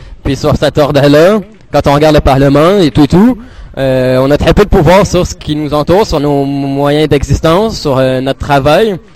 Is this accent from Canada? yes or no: yes; Montreal, Quebec, Canada; Bonjour, moi je viens de Montréal, je suis arrivé il y a quelques jours à peine.